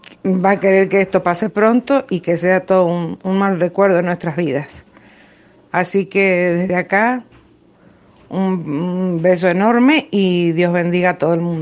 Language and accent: Spanish; Argentina; now in Florianópolis, Brazil; soy argentina, tengo 55 años y en este momento estoy en la isla de Florianópolis, Brasil.